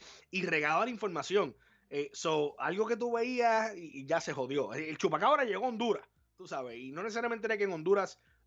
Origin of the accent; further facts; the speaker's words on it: East, Puerto Rico; nosotros somos del este de Puerto Rico